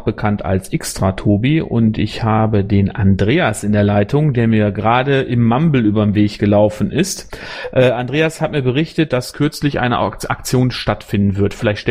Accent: North Rhine-Westphalia, Germany; Ich komme ja aus dem Kreis Borgen, hart auf dem Lande war das ein Thema.

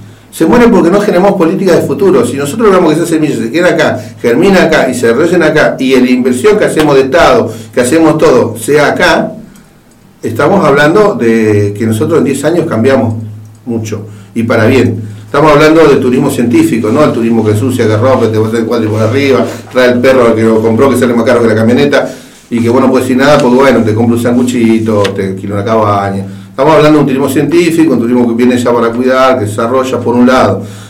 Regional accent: Comodoro Rivadavia, Chubut, Argentina; Yo me crié en Comodoro, vengo de una familia de trabajadores muy humilde

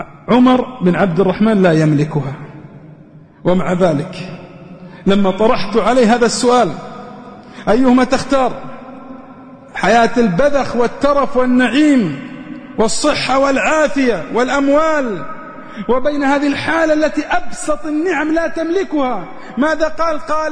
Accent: Riyadh, Riyadh Province, Saudi Arabia; كنت في مستشفى النقاهة عندنا في الرياض

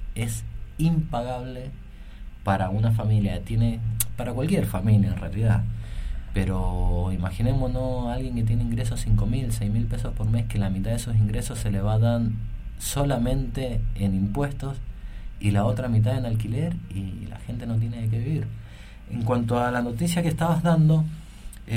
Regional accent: Argentina; Nosotros como usuarios, como argentinos, como pueblo, debemos saber cuánto

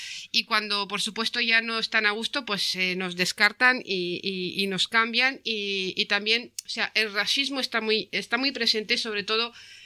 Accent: Romania; now in Spain; como rumana, que, o sea, bueno, soy vasca ahora, pero de origen rumano

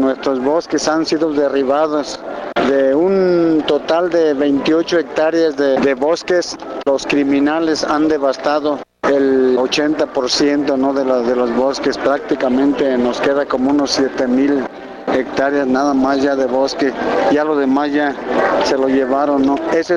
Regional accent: Cherán, Michoacán, Mexico; Soy comunero de Cherán, del estado de Michoacán, el pueblo Purépecha.

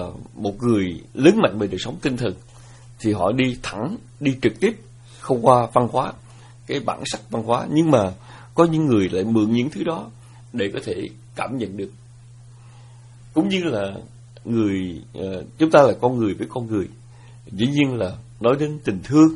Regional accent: Southern Vietnam, Vietnam; chúng tôi nhớ rằng một cái thời còn nhỏ mà chúng tôi lớn lên ở miền Nam nước Việt, thì miền Nam nước Việt là nơi ảnh hưởng của những câu hò, điệu hát, những câu thơ lục bát.

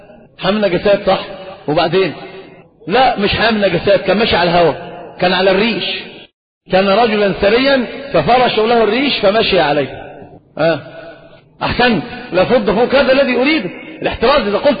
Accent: Saudi Arabia; والخف ظاهر عندنا في السعودية

